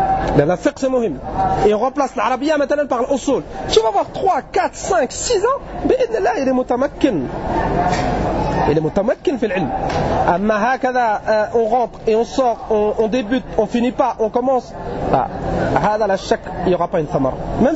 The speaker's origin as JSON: {"language": "French", "country": "France", "said": "On vient de France, d'Europe"}